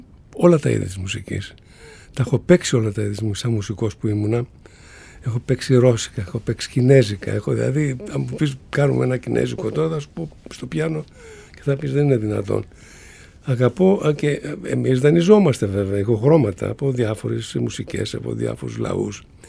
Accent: Macedonia, Greece; είμαι Μακεδόνας, ας πούμε, γνήσιος Μακεδόνας, έτσι. Φαίνεται από τη φυσιογνωμία μου.

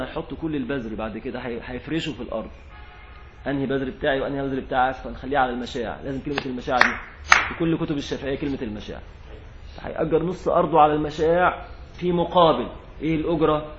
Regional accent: Egypt; أطيان دي كلمة عندنا في مصر معاشر غير المصريين، الأطيان يعني الأراضي

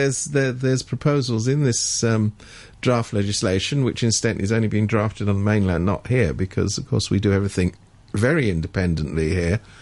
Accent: United Kingdom; now in Hong Kong; I mean, I come from Britain originally, so do you.

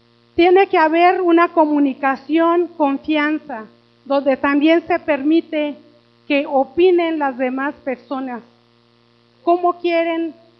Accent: Oaxaca, Mexico; soy indígena, aunque soy de la Sierra de Oaxaca, soy indígena también.

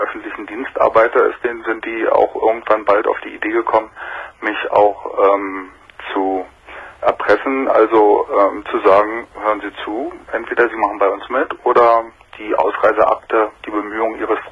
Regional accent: Berlin, Germany; Damals DDR. Im Grunde bin ich in der Stadt geblieben. Ich war West-Berliner.

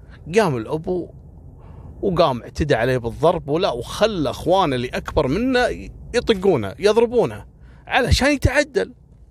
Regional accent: Kuwait; أشهر وأغرب الحوادث اللي حصلت عندنا في الكويت

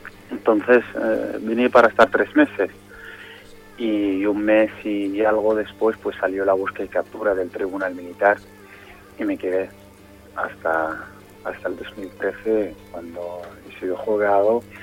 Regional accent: Laayoune, Western Sahara; yo soy de la zona ocupada, soy de la capital del Sahara Occidental, soy de la Ayun. Uh-huh. Nací en los 88

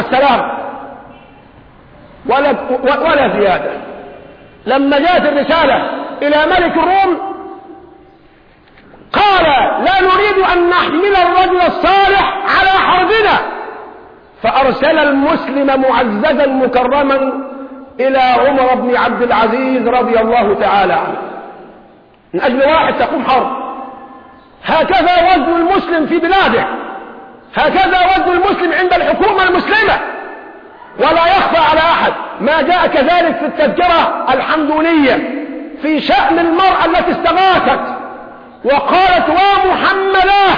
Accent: Egypt; تخفيض المديونية عنا كمصريين

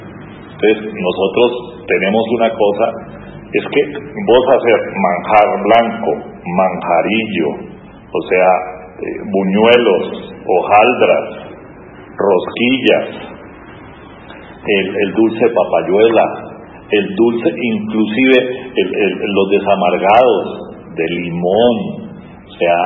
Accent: Popayán, Cauca, Colombia; Nosotros, el que nos criamos en Santa Inés, todas las noches se hacía en una cuadra la novena y cada uno trataba de superar al otro.

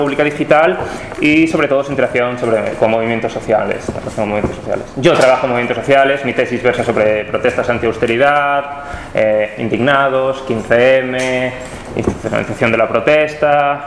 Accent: Galicia, Spain; moved away as an adult; now in Florence, Italy; soy gallego, pero trabajo en Florencia, en Italia.

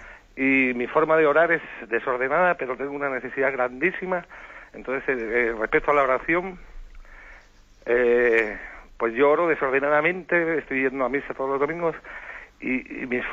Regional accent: Canary Islands, Spain; de Fuerteventura, un pecador al cubo que...

